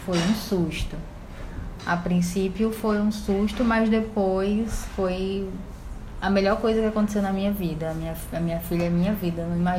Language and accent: Portuguese; Rio Branco, Acre, Brazil; tenho 28 anos, tenho uma filha, sou de Rio Branco, Acre, moro com meu esposo e minha filha